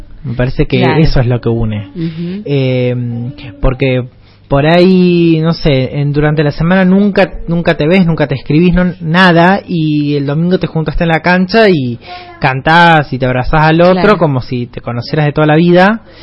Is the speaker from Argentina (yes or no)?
yes; Argentina; de esto que nos caracteriza, creo que como argentinos, ser futboleros